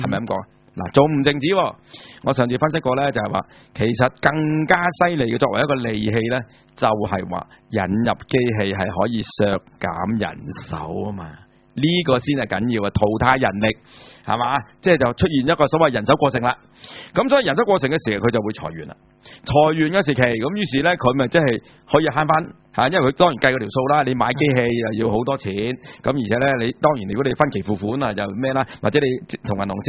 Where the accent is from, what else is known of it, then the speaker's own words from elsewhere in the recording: Hong Kong; 即是我们香港人很喜欢讲叫什么